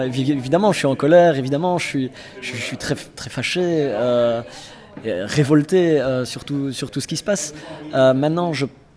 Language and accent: French; Liège, Wallonia, Belgium; Je viens de Liège.